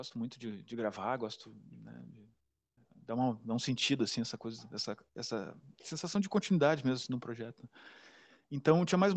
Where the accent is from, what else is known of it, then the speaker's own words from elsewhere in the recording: Porto Alegre, Rio Grande do Sul, Brazil; now in São Paulo, Brazil; eu sou de Porto Alegre, vim para São Paulo em 2010, 2011. E em 2015, 2015 para 2016, mudei pro centro